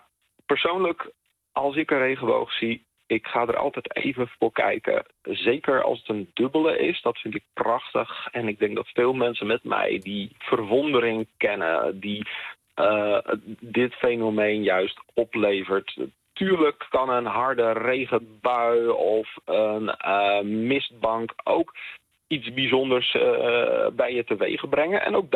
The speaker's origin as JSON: {"language": "Dutch", "region": "Friesland", "country": "Netherlands", "said": "als verhalenverteller en als Fries hou ik wel van de Germaanse mythe"}